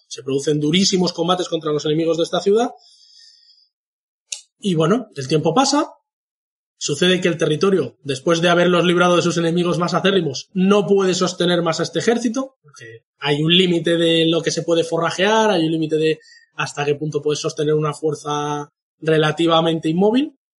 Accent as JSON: {"language": "Spanish", "country": "Spain", "said": "Al menos creo que es nuestro deber como españoles."}